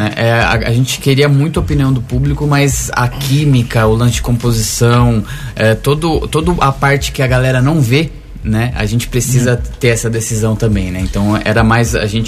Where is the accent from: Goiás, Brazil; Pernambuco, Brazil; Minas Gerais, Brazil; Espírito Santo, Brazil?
Minas Gerais, Brazil; Ituiutaba; Sou de Tuiutaba, Triângulo Mineiro.